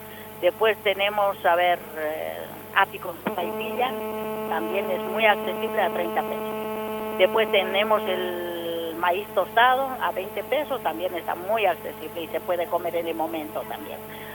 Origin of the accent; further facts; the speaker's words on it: Oruro, Bolivia; now in Mendoza, Argentina; soy procedente de Oruro, Bolivia.